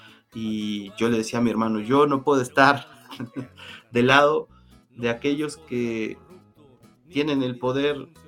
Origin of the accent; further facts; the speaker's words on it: Mexico; Somos mexicanos, y eso se tiene que, no tenemos que olvidar, ¿no?